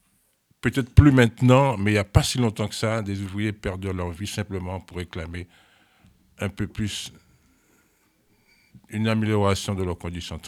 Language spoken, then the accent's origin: French; Martinique; Oui, on reste dans la zone des Caraïbes. Moi, je viens de Martinique.